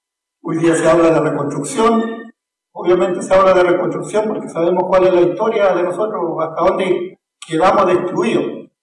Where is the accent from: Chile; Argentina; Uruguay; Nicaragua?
Chile; Arauco, Biobío; nosotros aquí andamos con algunos Emilamuen, venimos del territorio de Yungyeo, más conocido por la zona de Arauco.